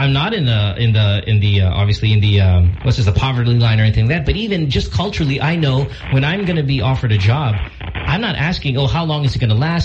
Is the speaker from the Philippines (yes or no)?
yes; Philippines; growing up in the Philippines, I never really cared, like, oh, where am I going to be in 10 years here?